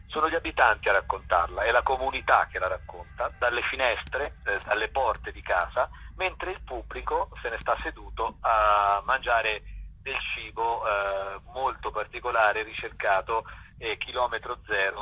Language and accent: Italian; Tuscany, Italy; dall'osservazione anche di quello che succede in Toscana, siamo toscani